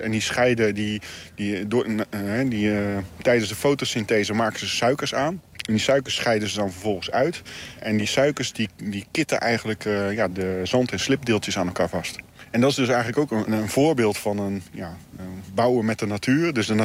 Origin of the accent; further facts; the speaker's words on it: Zeeland, Netherlands; het sluit heel erg aan bij onze cultuur als Zeeuw om op een slimme manier met het water om te gaan